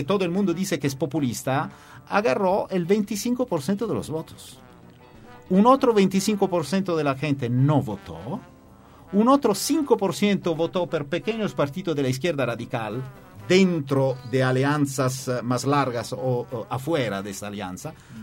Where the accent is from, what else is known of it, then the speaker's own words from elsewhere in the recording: Italy; Spanish is a second language; yo soy un italiano que no se interesa mucho de fútbol.